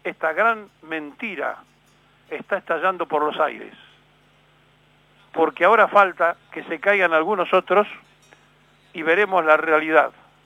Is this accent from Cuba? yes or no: no; Argentina; los argentinos no sabemos trabajar en equipo porque no tenemos una comunidad organizada.